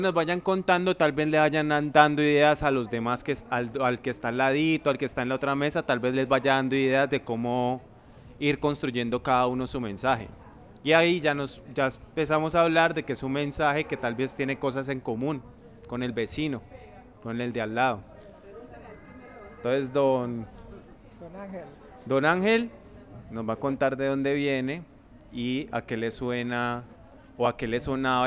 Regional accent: Cali, Valle del Cauca, Colombia; Yo sí soy de Cali, yo sí nací en Cali.

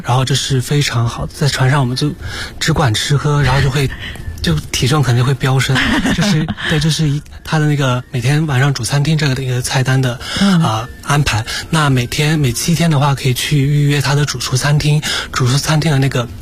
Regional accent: Sichuan, China; 不好意思，我是四川人。

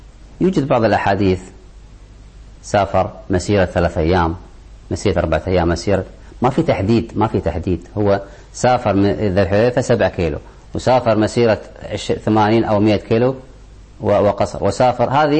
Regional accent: Kuwait; عندنا في الكويت، الكويت صغيرة كل حدودها داخل الحضر

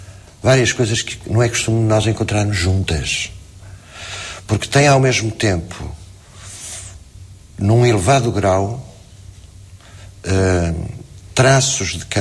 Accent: Portugal; Mas, digamos, não por facto de ser português.

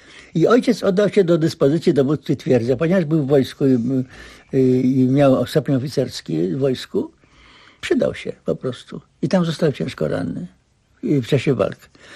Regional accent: Nowa Wieś, Greater Poland Voivodeship, Poland; born there; Ja się urodziłem w Nowa Wieś, powiat Szamotuły.

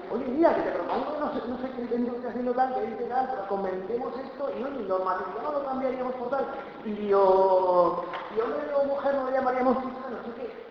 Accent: Burgos, Castile and León, Spain; born there; yo nací en Burgos

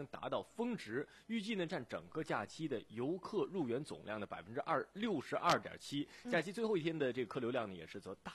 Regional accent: Sichuan, China; 看看我们四川每年吃的小龙虾，小龙虾都不够我们吃的啊，请带我们四川人去

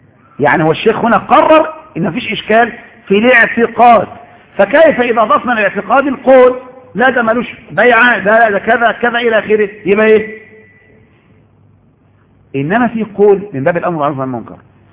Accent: Egypt; يا شيخ ان عندنا في مصر زمان كان الناس لا يعرفون وجوب صلاه

